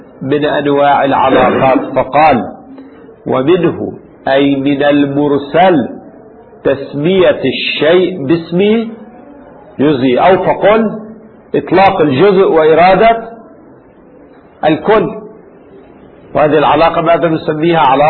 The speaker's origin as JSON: {"language": "Arabic", "country": "Lebanon", "said": "يعني عندنا في لبنان لا يقال زوادة"}